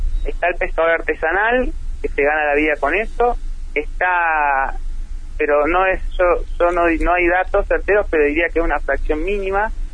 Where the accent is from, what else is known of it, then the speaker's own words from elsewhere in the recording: Neuquén, Argentina; Sí, yo soy oriundo de Neuquén, el año 99-2000 inicié mis estudios de biología